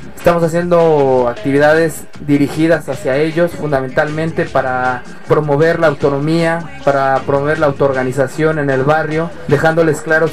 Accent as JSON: {"language": "Spanish", "country": "Mexico", "lives_now": "Barcelona, Spain", "said": "de México y mandamos un saludo desde Barcelona a nuestros compañeros de ahí"}